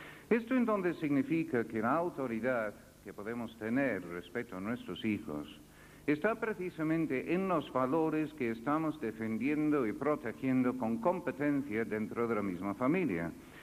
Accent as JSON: {"language": "Spanish", "country": "United Kingdom", "second_language": "Spanish", "lives_now": "Spain", "said": "sabiendo que soy británico no podrían comprender qué hacía siendo profesor de una universidad española."}